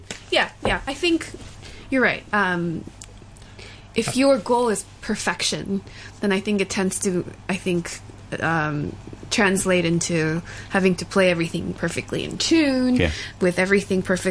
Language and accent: English; New York, United States; also born or lived in Seoul, South Korea / Alabama; I grew up mainly in New York.